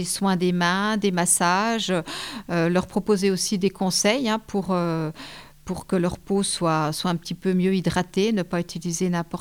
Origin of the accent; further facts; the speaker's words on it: Épinal, Grand Est, France; Je parle pour Épinal parce que je suis d'Épinal.